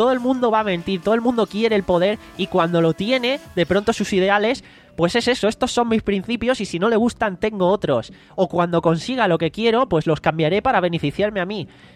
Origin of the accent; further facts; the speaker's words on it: Jaén, Andalusia, Spain; Yo soy de Jaén, por eso no nos conocimos en persona antes.